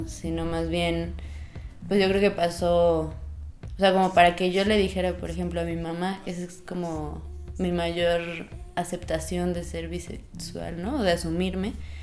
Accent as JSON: {"language": "Spanish", "region": "San Luis Potosí", "country": "Mexico", "said": "Soy de San Luis Potosí"}